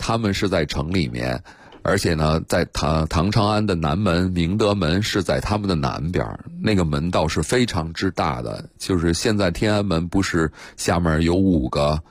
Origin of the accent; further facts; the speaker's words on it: Japan; Chinese is a second language; 我日本人现在有些寺庙依然还在用夯土墙